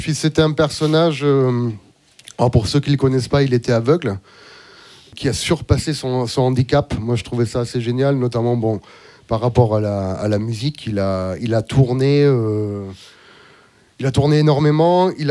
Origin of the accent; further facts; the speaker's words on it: Auvergne-Rhône-Alpes, France; j'ai grandi en Ardèche. Dans le sud de l'Ardèche, dans les années 80